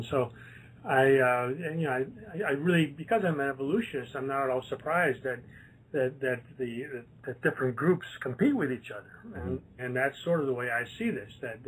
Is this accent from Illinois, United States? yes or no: no; Wisconsin, United States; Yeah, well, I'm from Wisconsin, and I banged around for a while